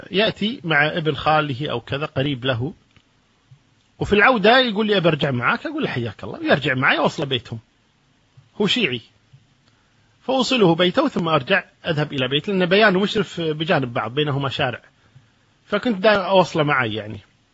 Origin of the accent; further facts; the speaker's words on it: Kuwait; عندنا في الكويت في منطقة الدسمة